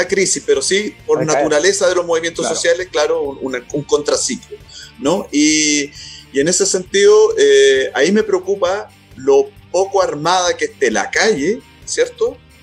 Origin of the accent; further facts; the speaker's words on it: Chile; simplemente me preocupa como un chileno más nomás